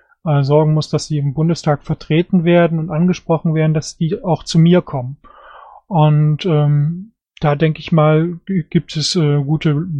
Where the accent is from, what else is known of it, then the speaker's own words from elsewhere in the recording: Germany; Ich finde, dass wir als Deutsche eine besondere Verpflichtung haben, die Beziehung innerhalb Europas zu festigen und auch nach außen.